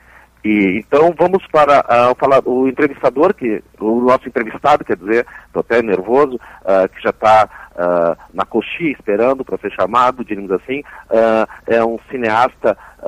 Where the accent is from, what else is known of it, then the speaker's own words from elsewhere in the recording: Teresina, Piauí, Brazil; born there; now in Porto Alegre, Brazil; eu nasci em Teresina, né, no Piauí, moro em Porto Alegre